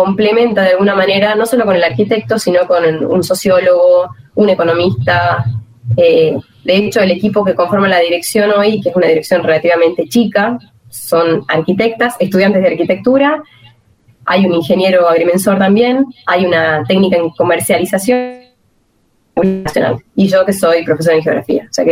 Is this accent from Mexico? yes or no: no; Tucumán, Argentina; Profesora en geografía, recibida en la Universidad Nacional de Tucumán, soy tucumana.